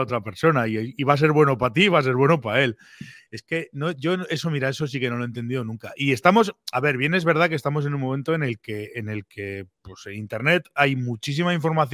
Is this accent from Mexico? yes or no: no; Pamplona, Navarre, Spain; yo, que soy un tío de Pamplona